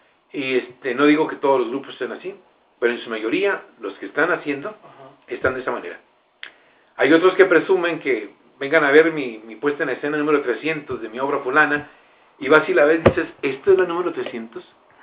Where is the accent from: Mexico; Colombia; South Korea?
Mexico; como mexicanos tenemos esa estigma.